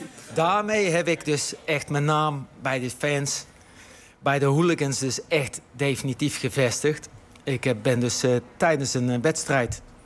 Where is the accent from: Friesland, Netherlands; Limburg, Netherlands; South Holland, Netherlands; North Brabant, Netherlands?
South Holland, Netherlands; Gorinchem; Ik ben ook opgegroeid in Gorinchem in een wijk, net zoals hier nu achter het huidige NAC-stadion, een tuinzicht, hè? Sociaal allemaal even iets minder.